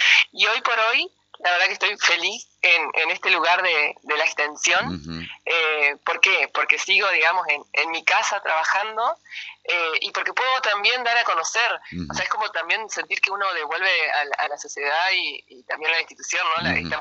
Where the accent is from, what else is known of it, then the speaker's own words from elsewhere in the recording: Gualeguaychú, Entre Ríos, Argentina; cuando yo me vine a estudiar acá, yo soy de Gualeguaychú